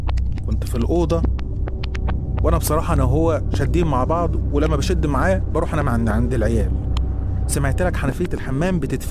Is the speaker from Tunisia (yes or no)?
no; Egypt; moved away; زي ما أنت عايز تقول، نادي بيا زي ما أنت عايز تقول. أنا مصري بس عايش برا مصر بقالي فترة.